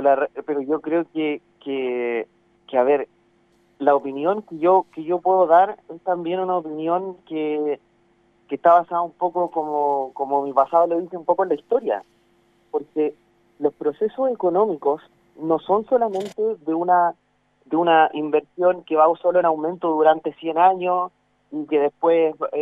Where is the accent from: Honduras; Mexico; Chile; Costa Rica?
Chile; yo creo que es la actitud mínima que tenemos que tener como chilenos, en verdad